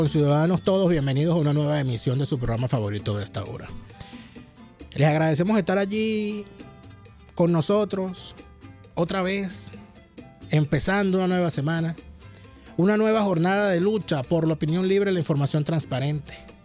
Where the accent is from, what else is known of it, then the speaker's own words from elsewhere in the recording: Venezuela; haciendo mío lo que significa una pérdida como esa para nosotros como venezolanos, como ciudadanos.